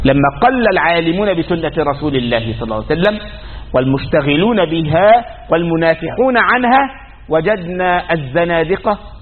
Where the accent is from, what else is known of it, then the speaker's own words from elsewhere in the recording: Egypt; أذكر عندنا في مصر